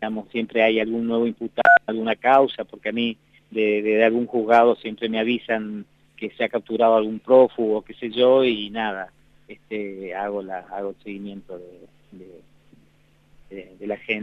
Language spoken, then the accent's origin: Spanish; Resistencia, Chaco, Argentina; Yo vengo del Chaco, y en Resistencia nos conocemos todos